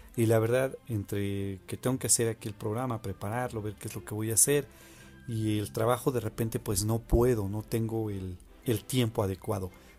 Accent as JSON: {"language": "Spanish", "country": "Mexico", "said": "Sí, Daniel, somos de México."}